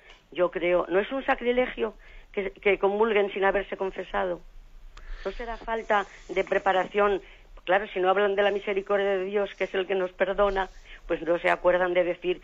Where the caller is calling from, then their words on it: Oviedo, Asturias, Spain; de Oviedo.